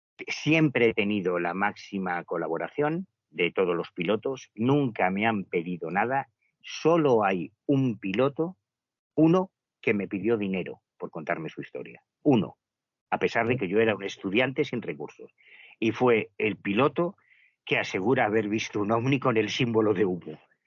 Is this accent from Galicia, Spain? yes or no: yes; Betanzos, Galicia, Spain; soy un puto estudiante de Betanzos que vengo desde Galicia porque me interesa el tema